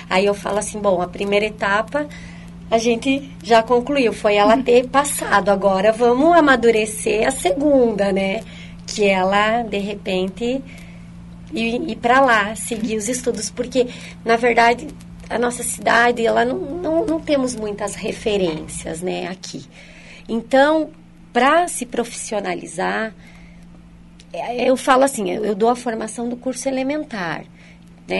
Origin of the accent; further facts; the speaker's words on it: Francisco Beltrão, Paraná, Brazil; Minha cidade natal é Francisco Beltrão, interior do Paraná.